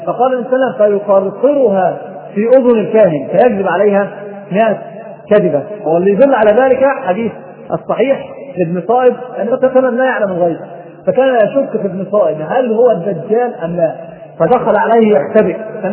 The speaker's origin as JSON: {"language": "Arabic", "country": "Egypt", "said": "ناس عندنا في مصر"}